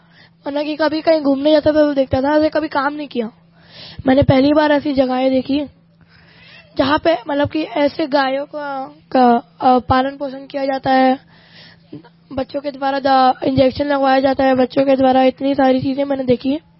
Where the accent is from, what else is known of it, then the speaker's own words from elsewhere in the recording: Raipur, Chhattisgarh, India; मैं रायपुर से आया हूँ।